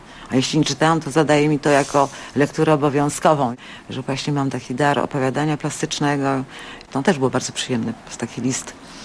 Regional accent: Suchedniów, Świętokrzyskie Voivodeship, Poland; born there; Że się urodziłam w Suchedniowie, niedaleko poczty.

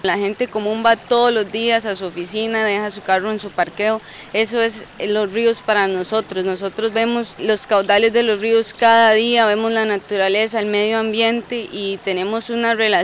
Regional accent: Sarapiquí, Heredia, Costa Rica; also born or lived in Alajuela; yo soy del área de Sarapiquí, nací en Alajuela. Gracias a Dios, a privilegio de la vida, mis papás se movieron a Sarapiquí cuando tenía aproximadamente 10 años

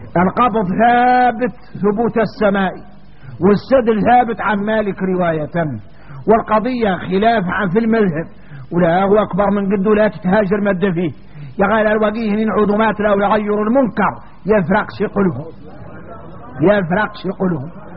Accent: Mauritania; يا غار احنا موريتاني بين هذا الباطل المترسخ في قلوبنا

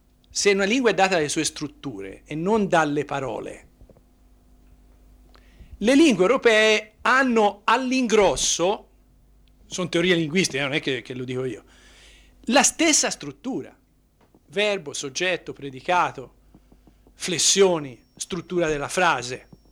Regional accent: Tuscany, Italy; io vengo dalla Toscana, si può trovare differenze tra paese e paese

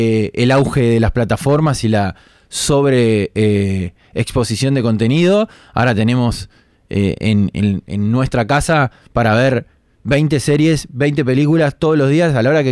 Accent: Montevideo, Uruguay; Desde mi parte, que soy uruguayo y muy montevideano, la historia transcurre acá

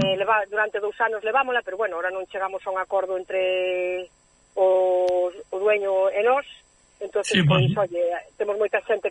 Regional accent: Galicia, Spain; also born or lived in Switzerland; inda que son de nacimiento suiza... pois son gallega, pero co orgullosa que estou eu da miña terra, do meu idioma

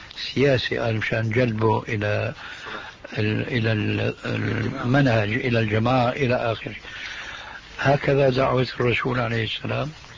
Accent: Syria; ونحن عندنا في الشام

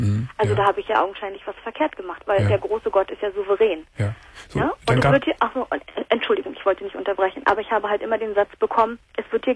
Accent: Berlin, Germany; now in North Rhine-Westphalia, Germany; ich komme gebürtig aus Berlin und bin nach Nordrhein-Westfalen gezogen

